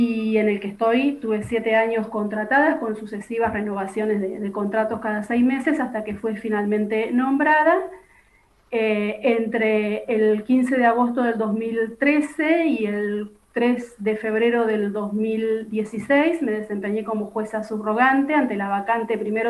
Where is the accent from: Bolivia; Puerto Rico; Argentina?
Argentina; Santa Rosa, La Pampa; also born or lived in Lonquimay; Pampeana de nacimiento, no nací en Santa Rosa, nací en Lonquimay, a 60 kilómetros de la ciudad de Santa Rosa. Vivo en la ciudad capital desde los 7 años en que mi familia se trasladó, mis padres decidieron radicarse aquí.